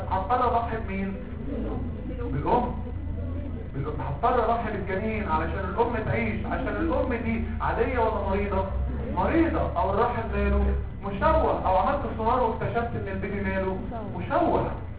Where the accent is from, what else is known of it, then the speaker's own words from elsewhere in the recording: Egypt; احنا كمصريين عندنا حياه عينينا بتبص فين؟ في الارض.